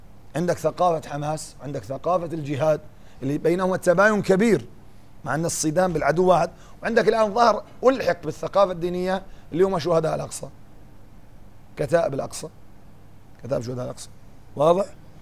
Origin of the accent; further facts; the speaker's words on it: Syria; يعني قد يكون عندنا في سوريا لسه يعني ما عم نعرف من هم أعداؤنا